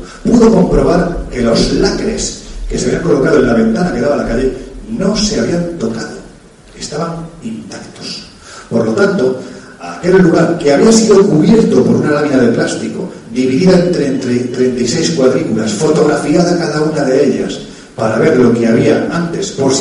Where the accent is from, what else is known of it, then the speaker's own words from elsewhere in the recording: Jaén, Andalusia, Spain; para mí, que soy de Jaén y que he investigado esto